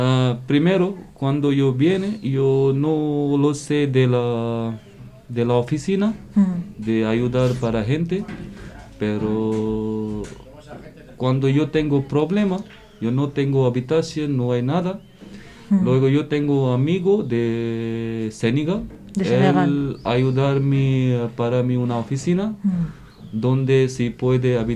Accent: India; Spanish is a second language; also born or lived in France; now in Spain; de la India. Yo estoy en España 1 año 2 meses.

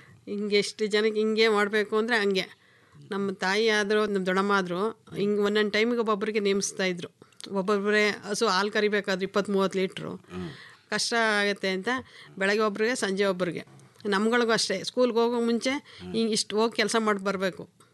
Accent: Binaknalli, Karnataka, India; also born or lived in T Narasipur; ಅಂದರೆ ನಮ್ಮೂರು ಬಿನಿಕ್ನಳ್ಳಿಗೂ ಮತ್ತು ಟಿ ನರಸೀಪುರಕ್ಕೂ 3 ಕಿಲೋಮೀಟ್ರ್ ಸರ್.

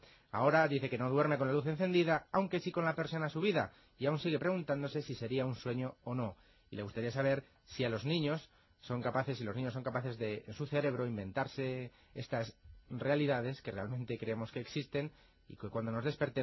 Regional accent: Fuentes de Ropel, Castile and León, Spain; yo soy de Fuentes de Ropel.

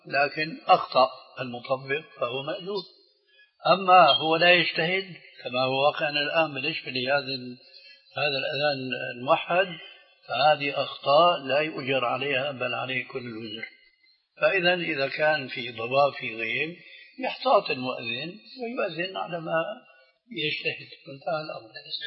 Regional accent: Syria; كما يقولون عندنا في الشام

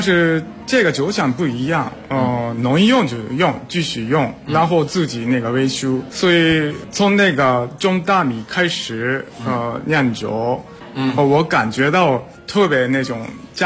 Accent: Japan; Chinese is a second language; 因为虽然我是日本人，从年轻的时候开始我也特别喜欢清酒，

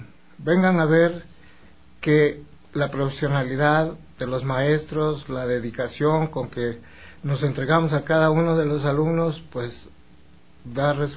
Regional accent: Ecuador; pero como somos ecuatorianos, será entre las 6:30 y 7.

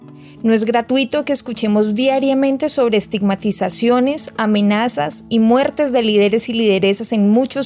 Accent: Colombia; Como colombianas y colombianos, las dinámicas del conflicto armado han permeado nuestra vida cotidiana

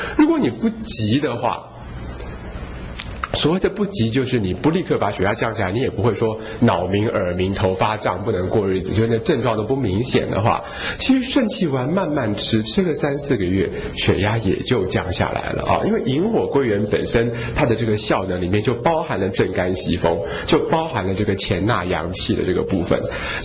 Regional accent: Taiwan; 而且我常常说我们台湾人是高度受恐惧统治的民族啦

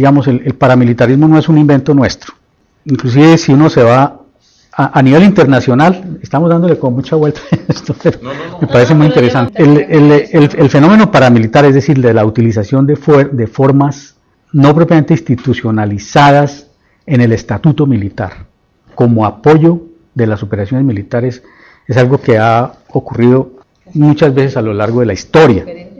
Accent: Colombia; nosotros tenemos la tragedia de haber hecho aportes como colombianos.

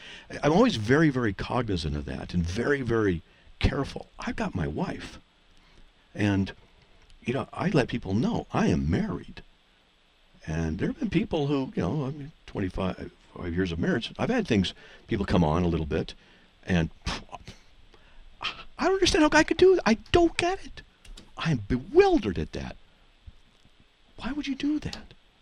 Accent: California, United States; moved away; What do I know? I'm from Southern California. Moved here 8 years ago.

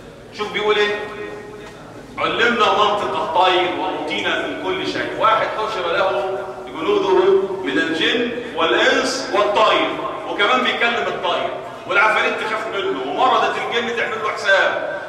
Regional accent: Egypt; مش عايز اقول كمصريين

